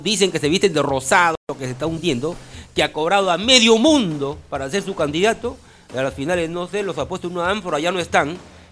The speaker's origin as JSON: {"language": "Spanish", "town": "Guadalupe", "region": "La Libertad", "country": "Peru", "tie": "born or raised there", "moved": "yes", "said": "cuando yo vine pobre de mi tierra de Guadalupe, la provincia de Pacasmayo."}